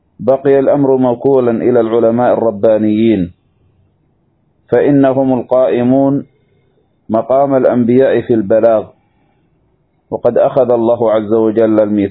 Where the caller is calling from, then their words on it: Yemen; اضطررنا للتسجيل بسبب ضعف الشبكة عندنا في اليمن